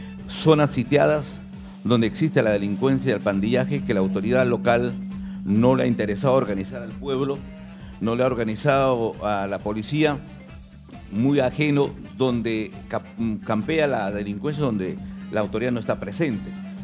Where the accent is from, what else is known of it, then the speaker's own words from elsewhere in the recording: Ventanilla, Callao, Peru; yo soy ventanillense 100%, vivo en Ventanilla 40 años